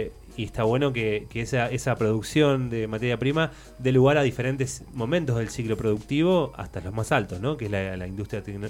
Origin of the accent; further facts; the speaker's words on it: Argentina; ¿Cuántas crisis tuvimos como argentinos?